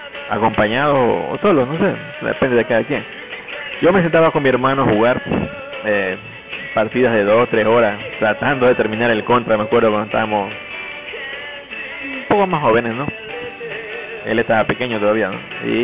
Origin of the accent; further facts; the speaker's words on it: Durán, Guayas, Ecuador; aquí, desde Ecuador, para ser exacto, desde Durán, mi tierra natal, mi tierra natal